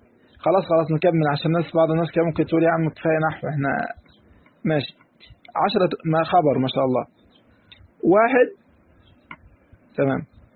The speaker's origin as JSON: {"language": "Arabic", "country": "Egypt", "said": "واحنا كمصريين يعني واللغه بتاعتنا كده معروفه"}